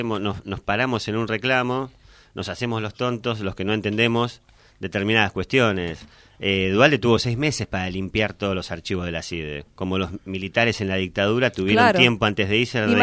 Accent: Argentina; que nos educa como argentinos

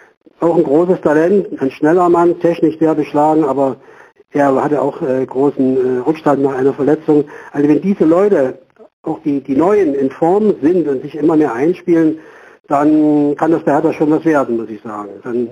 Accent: Berlin, Germany; ich bin jetzt Optimist als Berliner

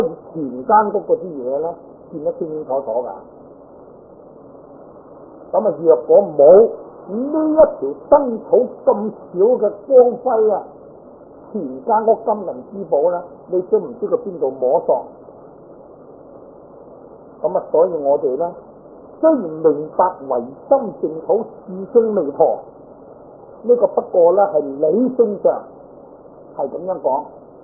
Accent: China; 在我哋中國人嚟講咧，應該都好聞名

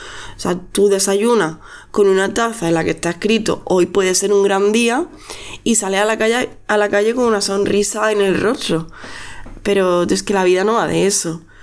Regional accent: Andalusia, Spain; now in Catalonia, Spain; Porque aquí somos muchas andaluzas las que estamos aquí en Cataluña.

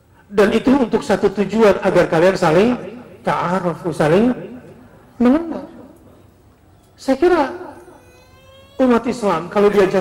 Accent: Indonesia; Kalau kita nih orang Melayu misalnya, ya, orang Indonesia, ketemu orang Malaysia merasa saudara gak?

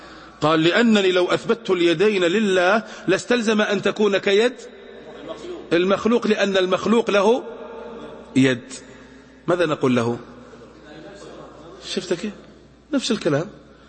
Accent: Najd, Saudi Arabia; أتنقلنا إن عندنا في نجد يقولون

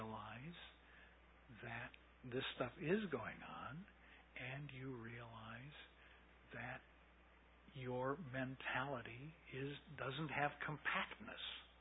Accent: United States; but I'm an American. And so I didn't grow up with the idea of rebirth.

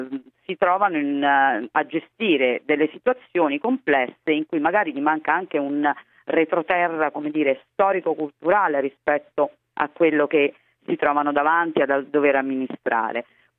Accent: Ostia, Lazio, Italy; Sì, io sono di Ostia e devo dire che io sono in ambascio

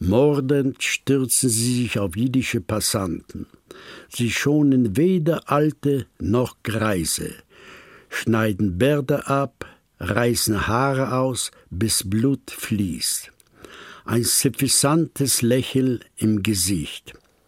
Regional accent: Poland; German is a second language; moved away; ich stamme aus Polen. Ich bin zwischen 87 Jahre alt geworden

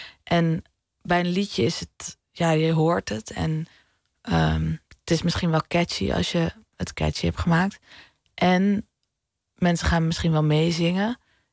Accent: Amsterdam, North Holland, Netherlands; ik kom uit de Pijp in Amsterdam en dat die wijk is volledig veranderd.

